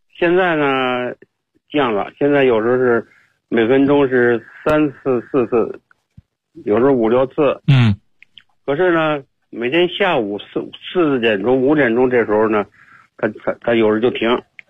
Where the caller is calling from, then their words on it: Beijing, China; 我是北京的。